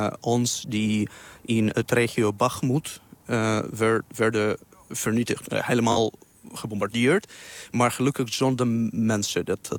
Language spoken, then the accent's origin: Dutch; Russia; Dutch is a second language; moved away; En ik kom oorspronkelijk uit Rusland. Ik woon daar al 14 jaar, denk ik. Mm-hmm. Ik woon het in het buitenland.